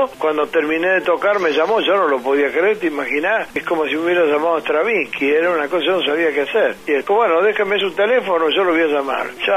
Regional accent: Núñez, Buenos Aires, Argentina; de mi pueblo, en Núñez

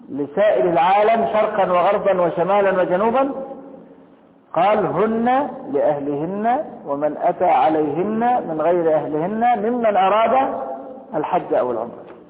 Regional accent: Egypt; طب لكن أنا دلوقتي مصري وهخش مكة

